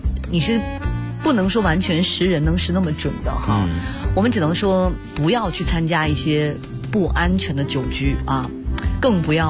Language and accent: Chinese; Northeast China, China; 哎，你也知道我们东北人嘛，我们好爽啊！